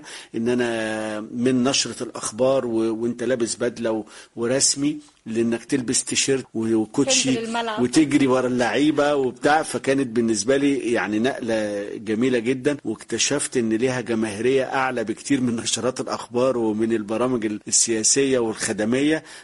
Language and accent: Arabic; Biba, Beni Suef Governorate, Egypt; من بني سويف، يعتبر أول صعيد، أول محافظة بعد الصعيد يعني. بس هي من مركز بعد بني سويف اسمه بيبا، فيعني يعتبر جوه بعد بني سويف حوالي 20 كيلو.